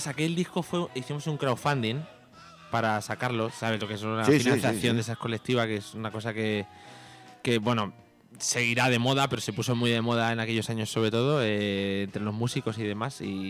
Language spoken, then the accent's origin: Spanish; Alcalá de Henares, Community of Madrid, Spain; es que nosotros somos de Alcalá de Henares y Camarma es una localidad que está cerquita de Alcalá de Henares